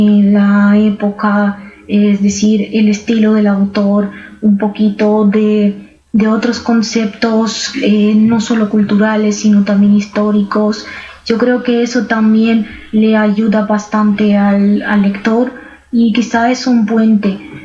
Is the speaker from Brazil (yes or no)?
no; Romania; first language Romanian; Spanish is a second language; now in Spain; el rumano, que es mi lengua materna. Yo vivo en España, pero soy de origen de Rumanía.